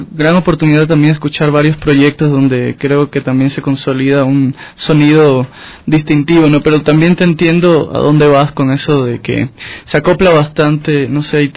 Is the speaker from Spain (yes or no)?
no; Quito, Pichincha, Ecuador; somos quiteños de alguna manera, somos de acá, somos de La Pacha